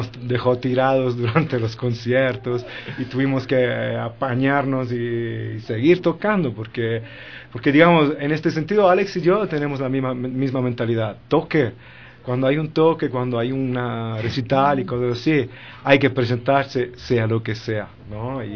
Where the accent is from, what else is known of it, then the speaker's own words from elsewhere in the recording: Rocca Priora, Lazio, Italy; De Rocca Priora, un pueblito cerca de Roma.